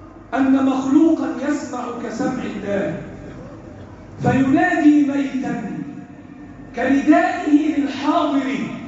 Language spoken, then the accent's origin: Arabic; Egypt; اللهم احفظ بلدنا مصر وسائر بلاد المسلمين